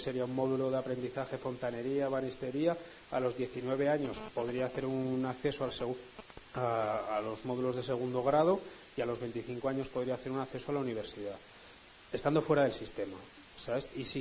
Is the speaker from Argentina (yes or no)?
no; Zaragoza, Aragon, Spain; nosotros somos de Zaragoza, conocido por su caspa y tal